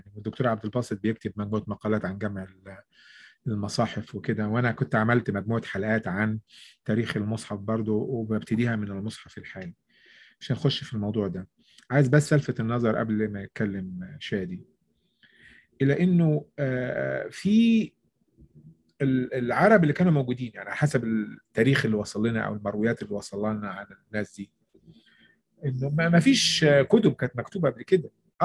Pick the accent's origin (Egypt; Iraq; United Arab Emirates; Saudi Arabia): Egypt; accent: Egyptian; بتكلم اهوت باللهجة المصرية اللي انا اتولدت ونشأت واكتسبتها بالسليقة من المجتمع